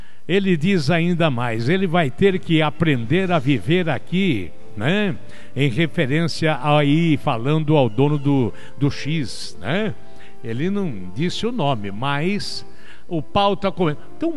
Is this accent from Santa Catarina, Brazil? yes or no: no; Mandaguari, Paraná, Brazil; eu sou paranaense com orgulho, pé vermelho, nascido em Mandaguari, na Estrada do Alegre, próximo ao Lombo da Égua. Eu venho do meio do mato com muito orgulho, mas mato do estado do Paraná.